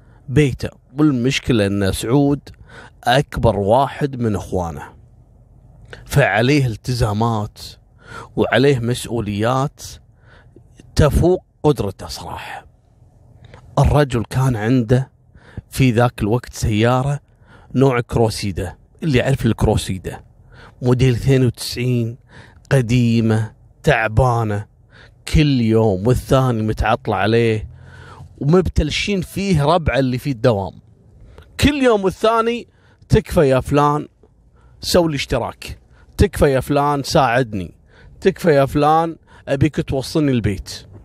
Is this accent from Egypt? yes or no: no; Kuwait; عندنا في الكويت،